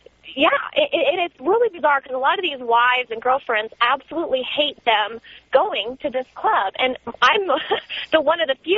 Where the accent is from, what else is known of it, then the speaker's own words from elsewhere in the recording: Scottsdale, Arizona, United States; And I'm actually from Scottsdale, where there is an all-men's club